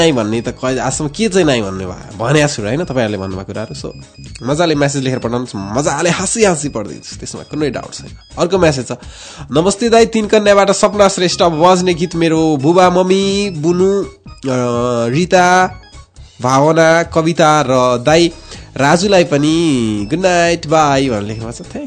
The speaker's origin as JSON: {"language": "Nepali", "town": "Marin Khola", "region": "Bagmati", "country": "Nepal", "tie": "born or raised there", "said": "सिन्धुली मेरो जन्म स्थान मरिन खोला हो मेरो गाउँ"}